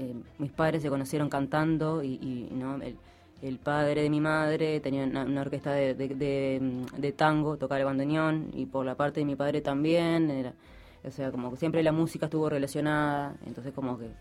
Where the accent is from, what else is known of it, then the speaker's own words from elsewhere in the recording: San José, Uruguay; moved away as an adult; porque soy de San José, cuando vine de San José, pero ya tenía 20